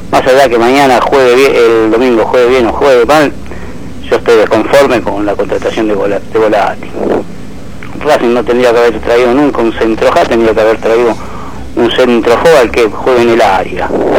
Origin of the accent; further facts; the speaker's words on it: Berazategui, Buenos Aires Province, Argentina; soy de Berazategui.